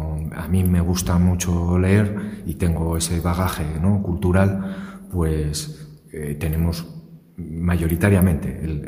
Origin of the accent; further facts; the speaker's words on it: Asturias, Spain; Crecí en Asturias. Asturias es una tierra de mito y leyenda.